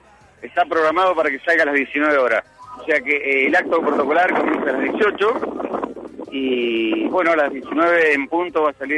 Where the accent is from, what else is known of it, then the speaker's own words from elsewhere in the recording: Córdoba, Argentina; Yo soy cordobés, estuve a punto, bueno, ya lo he dicho en todos los medios, estuve a punto de mudarme, se me frustró, y bueno, siempre dije, algo me traigo de Córdoba, ¿eh?